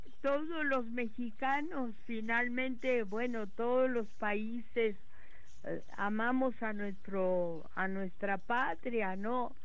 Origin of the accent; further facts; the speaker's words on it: Mexico; sí creo que los gobiernos que promueven los oficios aquí en mi país, pues serían los que más beneficio le harían a México